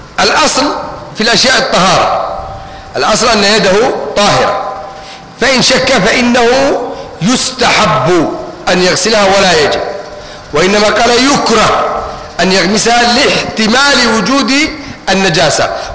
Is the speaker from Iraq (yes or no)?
no; Egypt; accent: Egyptian; أما إذا كان الدرس كله مش واضح ده حنضطر نتكلم باللهجة المصرية وخلاص